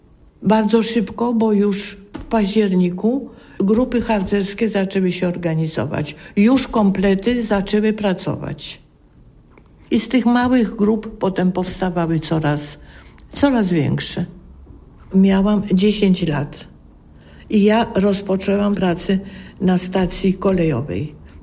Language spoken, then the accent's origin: Polish; Kielce, Świętokrzyskie Voivodeship, Poland; born there; now in Warsaw, Poland; Urodziłam się w Kielcach. Do Warszawy przyjechałam w 1948 roku. Kielce są moim ukochanym miastem